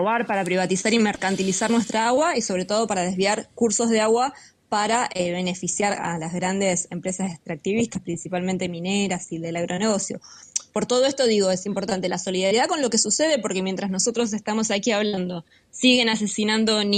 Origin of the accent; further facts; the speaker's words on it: Argentina; como pueblo argentino, sufrimos de otra manera la injerencia imperialista